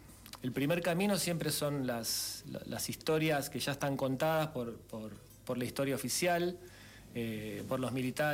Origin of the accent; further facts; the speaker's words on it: Chubut, Argentina; also born or lived in Buenos Aires; now in Carpintería, Argentina; Sí, hace 2 años y medio ya vivo en Carpintería. Antes estuve viviendo muchos años en Buenos Aires y antes en Chubut, que es de donde soy.